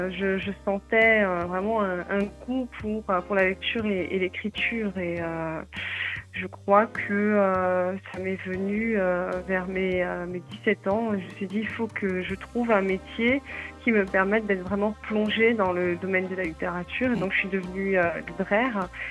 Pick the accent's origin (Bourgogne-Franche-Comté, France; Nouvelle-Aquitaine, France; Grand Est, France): Grand Est, France; moi, en tant qu'Alsacienne, j'ai peut-être un côté chauvin qui m'a poussée à valoriser ma région comme un personnage majeur.